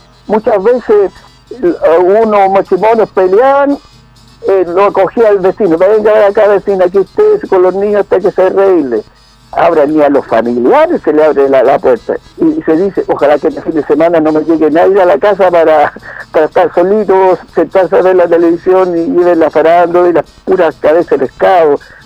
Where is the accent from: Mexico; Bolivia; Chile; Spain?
Chile; como buen chileno, la talla